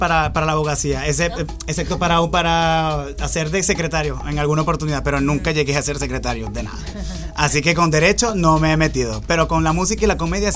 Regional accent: Cumaná, Sucre, Venezuela; now in Spain; como yo no vengo de la capital de Venezuela, yo vengo del interior.

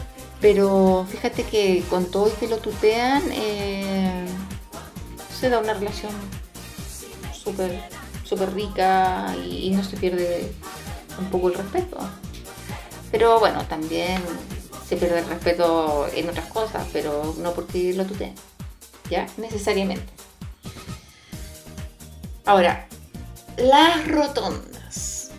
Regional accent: Chile; Porque los chilenos somos súper apasionados con el himno nacional cuando juega nuestra selección.

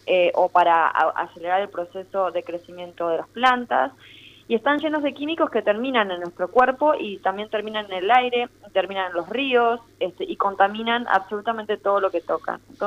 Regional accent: Gualeguaychú, Entre Ríos, Argentina; yo nací en Gualeguaychú y en la escuela a la que iba teníamos una pequeña huerta

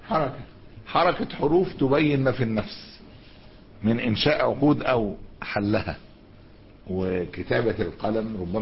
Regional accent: Egypt; هو بيقولوا احنا عندنا في مصر

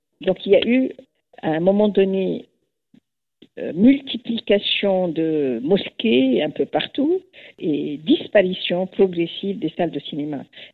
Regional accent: Egypt; que j'ai eu la chance de connaître pendant mon enfance en Égypte

